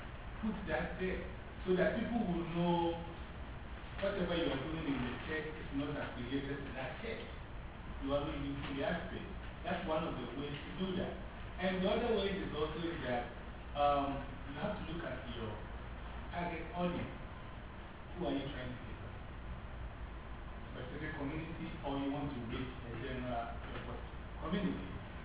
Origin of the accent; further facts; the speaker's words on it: Ghana; In the first place, as we talked … I'm from Ghana. I'm teaching English.